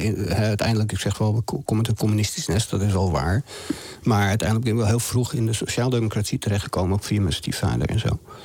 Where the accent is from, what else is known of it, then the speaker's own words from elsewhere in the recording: Amsterdam, North Holland, Netherlands; born there; ik kom zelf uit arbeidersmilieu, zeg maar. Ik ben geboren in de Jordaan toen het nog een arbeiderswijk was.